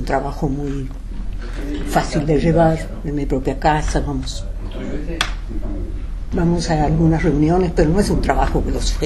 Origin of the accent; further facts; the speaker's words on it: Uruguay; now in Mexico; Desde que salí de Uruguay me llamó mucho la atención las diferencias del español de una zona a otra. Y en México es notorio, muy notorio.